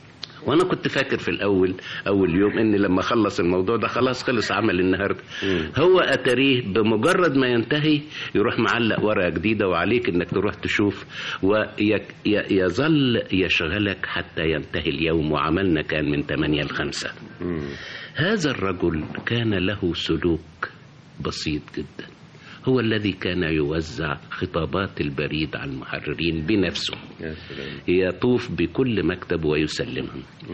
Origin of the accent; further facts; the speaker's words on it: Abu Tig, Asyut Governorate, Egypt; وأنا نشأت يعني في الصعيد، إنما يعني كان عالم القاهرة وما يجري